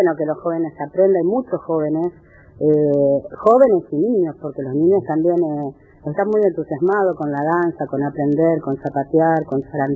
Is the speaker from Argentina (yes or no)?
yes; Argentina; Y tenemos que mostrarle al mundo la manera de, como patria, como persona, como argentino.